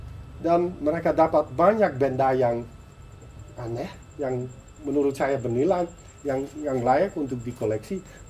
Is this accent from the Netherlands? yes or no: yes; Netherlands; Indonesian is a second language; Kita orang Belanda